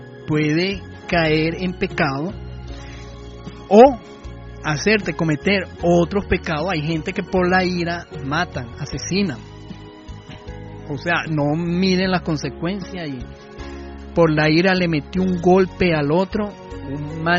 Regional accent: Dominican Republic; Soy dominicano a las arandelas.

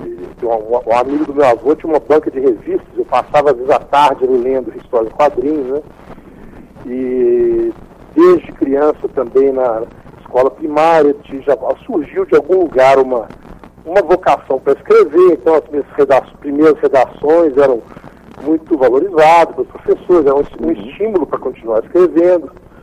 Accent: Belo Horizonte, Minas Gerais, Brazil; Sou de Belo Horizonte.

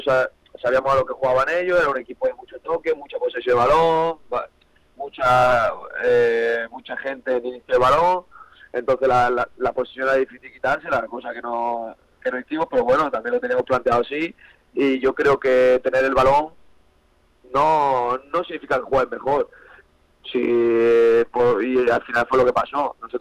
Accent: Talavera, Castilla-La Mancha, Spain; Sí, aquí en Talavera hay muy buen nivel, y ya lo sabemos todos, quien no lo sabe. Y claro, somos 6 de Talavera

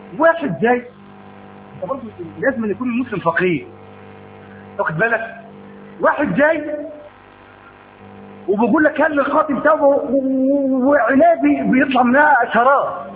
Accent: Egypt; كان الحرر الاجتماعي عندنا في مصر

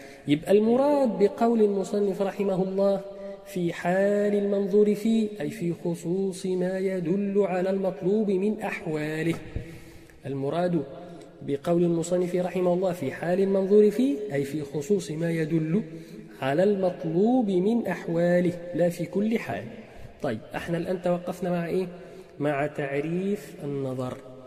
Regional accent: Egypt; accent: Egyptian colloquial; احنا في لهجتنا العامية المصرية نقول كلمة

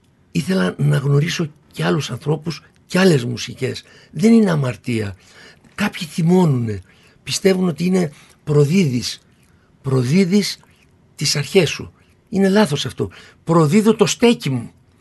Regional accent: Kokkinia, Attica, Greece; είμαι ένα παιδί από την Κοκκινιά και παραμένω ένας παππούς από την Κοκκινιά.

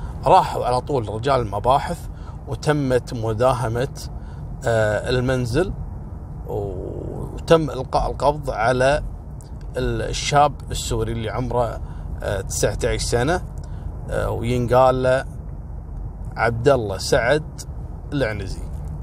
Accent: Kuwait; لأن هذا الموضوع وصل لأعلى مستويات عندنا في الكويت

